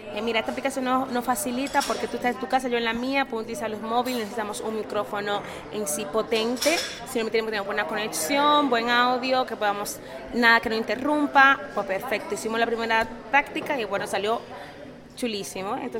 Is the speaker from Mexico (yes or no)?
no; Dominican Republic; de República Dominicana, queríamos algo que nos representara, que fuera nuestro, muy autóctono, muy de nuestras raíces.